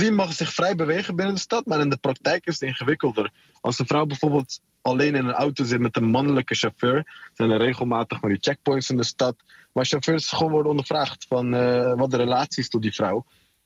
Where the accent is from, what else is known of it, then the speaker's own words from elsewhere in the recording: Afghanistan; voor mij als Afghaan zijnde is het echt wel prima te doen. Weet je, ik spreek de taal vloeiend.